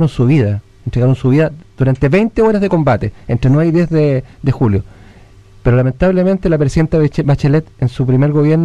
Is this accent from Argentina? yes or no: no; Chile; La bandera chilena es la única que nos une como chilenos